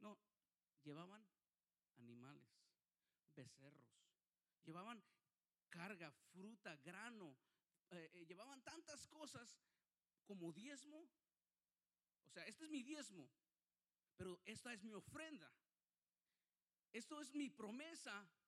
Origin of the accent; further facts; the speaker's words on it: Guadalajara, Jalisco, Mexico; para llegar a Guadalajara, de donde yo soy del estado de Jalisco